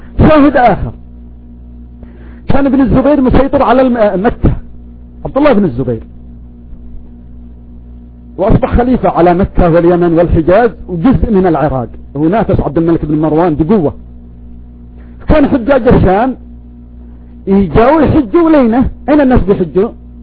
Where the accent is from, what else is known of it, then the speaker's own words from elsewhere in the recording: Yemen; صار يعلق ساحبه ويعدمه في الخشبة عندنا في اليمن